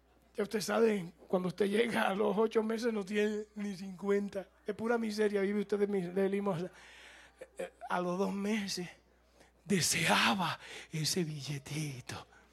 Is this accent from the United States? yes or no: yes; United States; Yo soy norteamericano. Cuando yo fui a Cuba, allá los cubanos creían que yo era cubano.